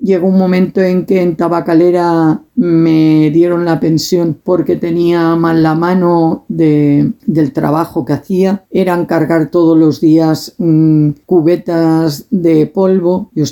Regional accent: Alboraya, Valencian Community, Spain; also born or lived in Algemesí; yo nací en Algemesí, pero debido al trabajo de mi padre y todo, vivíamos en la huerta de Alboraya, pero mi madre siempre consideró que para tener a su hija tenía que ir a su pueblo. Sigo muy ligada de siempre a mi pueblo.

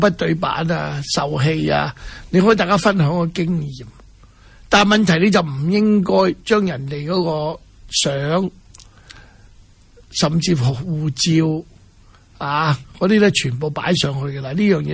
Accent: Hong Kong; 当然对我们香港人视香港为家的人呢，这个都是家门不幸

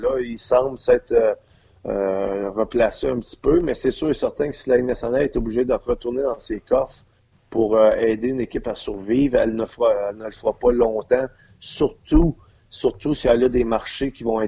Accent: Quebec, Canada; nous autres, on est Québécois, puis on adore la ville de Québec

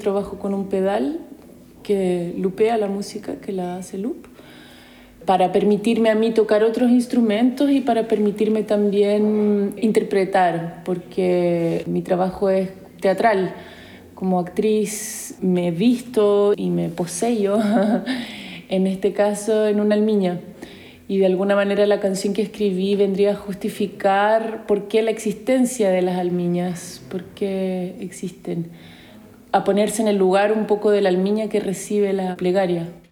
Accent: Santiago, Santiago Metropolitan Region, Chile; moved away as an adult; tengo 34 años, soy chilena, nací en Santiago. Viví en Santiago hasta los 27 años, ahí estudié teatro en la Universidad de Chile

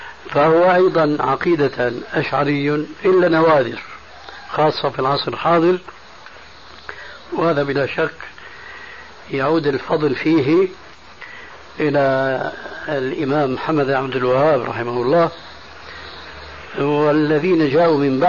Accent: Syria; كما يقولون عندنا في سوريا

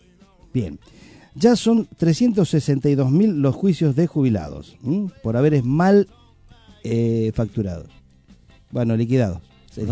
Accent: Argentina; ¿Jugué yo? Soy argentino.

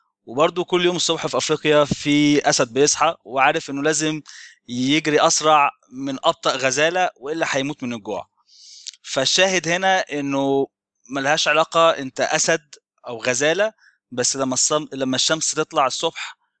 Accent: Egypt; زي ما أنت تكرمت وقلت أنا من مصر، ومن سنة حوالي 2006 ممكن آخر 2006 ابتديت أسافر كتير، درست شوية في إنجلترا

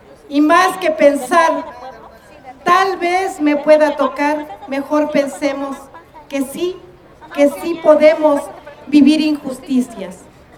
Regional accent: Mexico; Es por eso que como mexicanos tenemos que unirnos.

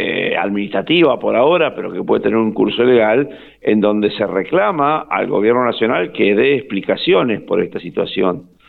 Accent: Argentina; nosotros como argentinos deberíamos lograr que ese canal de la mañana se haga

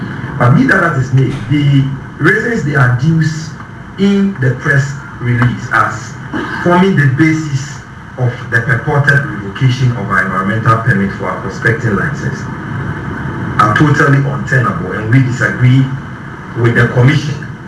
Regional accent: Ghana; we are Ghanaians. We are a Ghanaian company doing legitimate business.

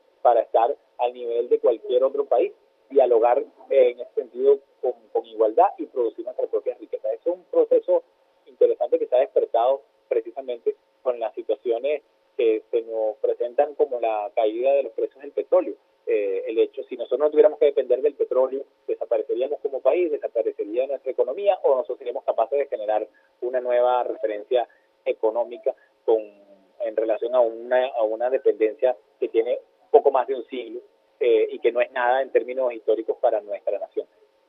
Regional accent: Venezuela

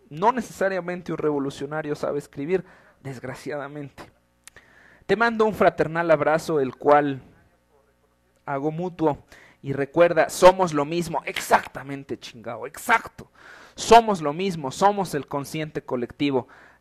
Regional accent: Mexico; Yo creo que soy un mexicano

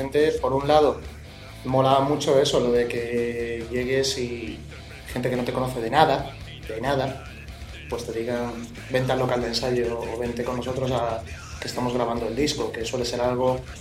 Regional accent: Torrelavega, Cantabria, Spain; O sea, soy de Torrelavega y me estás llamando de Madrid.

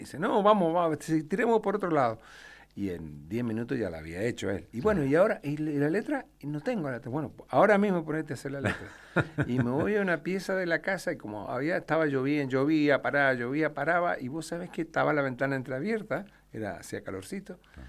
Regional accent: Mendoza, Argentina; yo nací y crecí aquí en Mendoza. Estudié primaria, secundaria, universidad.

